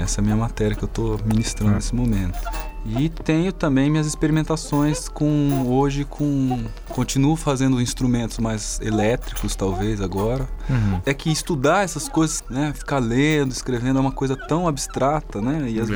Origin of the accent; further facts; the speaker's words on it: Maringá, Paraná, Brazil; E desde lá de Maringá, lá de onde eu vim, eu já fazia essas coisas.